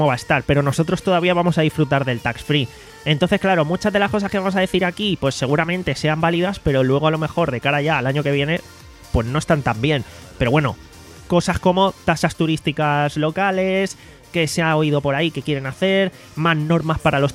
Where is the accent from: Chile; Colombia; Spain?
Spain; Alicante, Valencian Community; somos de Alicante, de aquí no hay vuelo directo ni muchísimo menos, entonces tenemos que salir desde Madrid